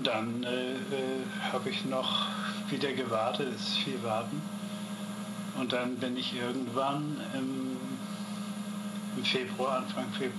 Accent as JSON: {"language": "German", "region": "Hamburg", "country": "Germany", "lives_now": "Las Vegas, United States", "said": "Ich bin Hamburger. Ich bin wirklich Hamburger. Das ist meine Stadt."}